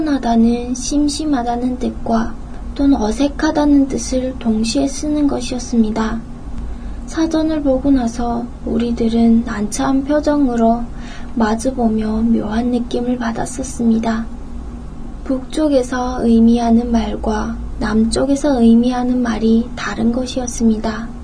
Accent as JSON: {"language": "Korean", "country": "North Korea", "lives_now": "South Korea", "said": "이북에서 왔으므로 외래어가 섞인 질문을 알아듣지 못하겠다고 말을 하면"}